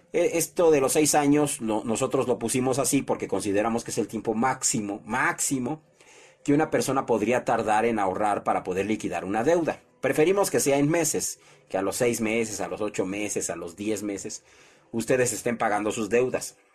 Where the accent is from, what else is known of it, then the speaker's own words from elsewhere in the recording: Mexico; Vamos a unirnos como mexicanos, no, no como partido político, sino como mexicanos.